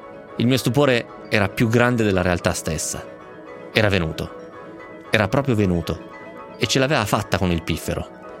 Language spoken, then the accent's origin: Italian; Romentino, Piedmont, Italy; Io l'avevo vinto a un banco di beneficenza a Romentino, al mio paese.